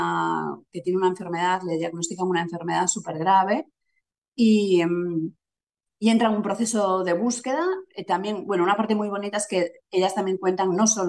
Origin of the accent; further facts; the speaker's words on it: A Coruña, Galicia, Spain; moved away; yo soy de La Coruña, aunque hace ya mucho tiempo que no vivo allí.